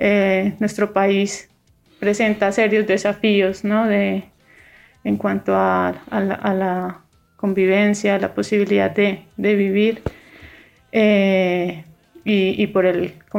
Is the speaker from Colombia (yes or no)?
yes; Colombia; now in Granada, Spain; he estado muy conectada no solamente con mi ciudad de origen, sino también con diferentes ciudades de las que provienen o venimos la mayoría de colombianos que migramos hacia España y hacia Granada.